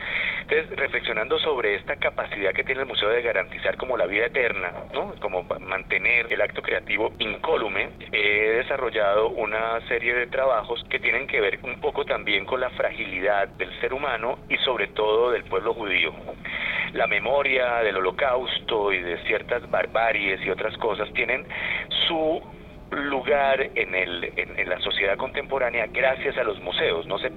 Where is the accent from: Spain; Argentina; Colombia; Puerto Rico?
Colombia; como colombiano, he tratado también de hacer ese puente, ese vínculo.